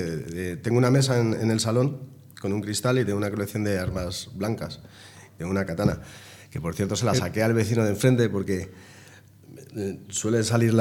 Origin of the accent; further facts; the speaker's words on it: Madrid, Community of Madrid, Spain; yo soy de Lavapiés, pero me mudé a Villaverde, que son barrios muy chungos.